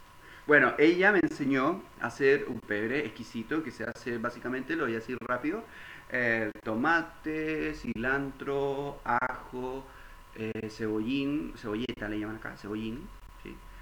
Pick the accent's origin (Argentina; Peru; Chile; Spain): Chile; estoy segurísimo, como chileno que soy